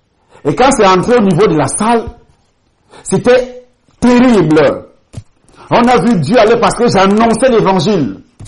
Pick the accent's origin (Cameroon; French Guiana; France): Cameroon; born there; avant d'arriver au Cameroun, je suis né au Cameroun, j'ai commencé à travailler dans ce pays